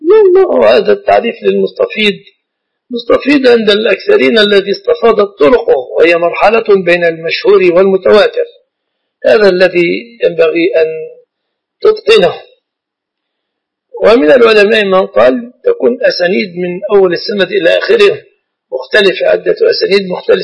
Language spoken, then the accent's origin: Arabic; Mansoura, Dakahlia, Egypt; وأنا لست من أهل القاهرة، أنا من المنصورة